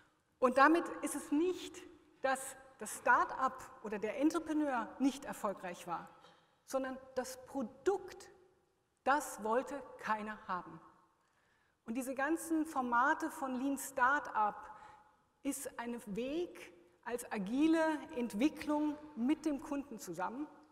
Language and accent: German; Germany; now in Switzerland; ich als Deutsche nach einem Dekade in der Schweiz